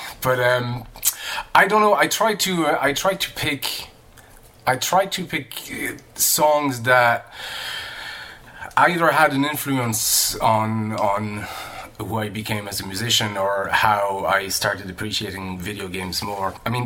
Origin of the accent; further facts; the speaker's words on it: France; I was born and raised in France and grew up in France.